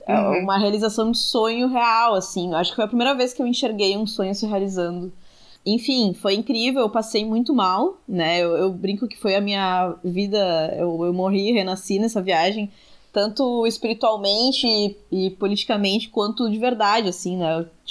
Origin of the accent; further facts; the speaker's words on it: Carlos Barbosa, Rio Grande do Sul, Brazil; now in Porto Alegre, Brazil; Eu sou de Carlos Barbosa, na Serra Gaúcha.